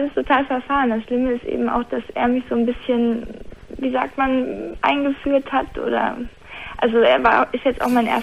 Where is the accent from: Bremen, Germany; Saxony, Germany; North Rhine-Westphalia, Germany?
North Rhine-Westphalia, Germany; Nein. Absolut nicht. Ich komme aus dem Ruhrgebiet.